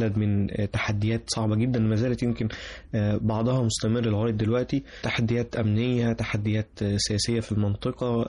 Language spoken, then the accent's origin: Arabic; Egypt; فكرة ان احنا كمصريين قاعدين مع بعض بنحاول نحل مشاكل البلد دي